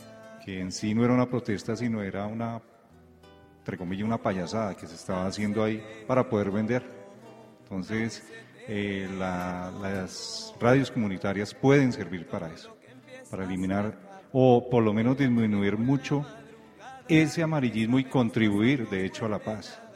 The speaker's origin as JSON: {"language": "Spanish", "country": "Colombia", "said": "Realmente, como colombiano, uno se cansa de que siempre esté lo mismo"}